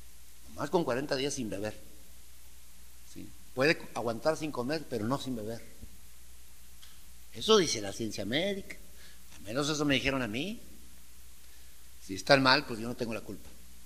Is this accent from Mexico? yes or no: yes; Manuel Doblado, Guanajuato, Mexico; somos de rancho, somos de Manuel Doblado, de la tierra de las cuantas mentiras.